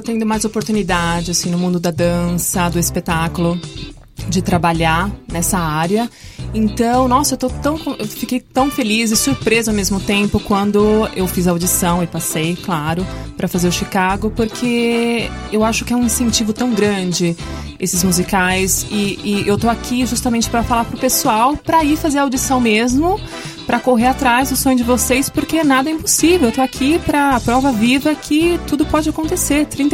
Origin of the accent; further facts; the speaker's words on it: Guarulhos, São Paulo, Brazil; Sim, eu sou paulista. Eu sou paulista e sou de Guarulhos.